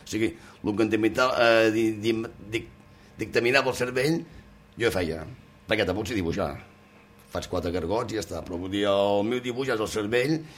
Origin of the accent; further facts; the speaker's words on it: Girona, Catalonia, Spain; also born or lived in Colera; vaig ser batejat a la catedral de Girona i la meva infantesa va transcorrer entre Colera i Girona. Ja fins quan vaig ser més grandet que ja ens van quedar a Girona.